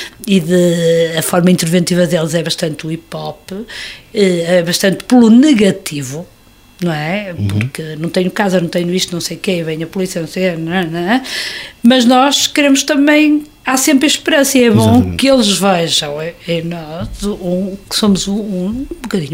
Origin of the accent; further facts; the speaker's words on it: Porto, Portugal; Nós somos uma banda de Porto, assumidamente, apesar de agora, não vivemos no Porto, nós somos do Porto, nascemos no Porto, é a nossa cidade.